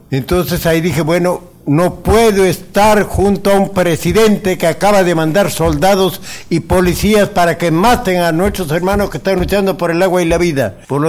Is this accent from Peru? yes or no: yes; Peru; Yo soy del sur del Perú, pero siempre voy allá